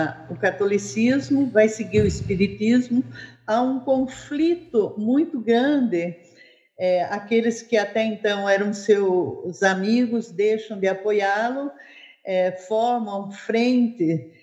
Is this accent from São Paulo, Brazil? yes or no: yes; São Miguel Arcanjo, São Paulo, Brazil; Não, eu sou de São Miguel Arcanjo.